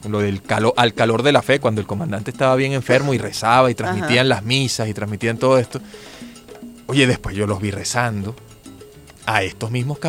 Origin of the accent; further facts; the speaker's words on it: Caracas, Capital District, Venezuela; como caraqueño, nacido en esta hermosa ciudad